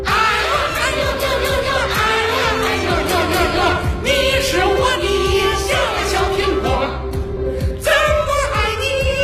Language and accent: Chinese; Henan, China; 我是来自河南的相声演员，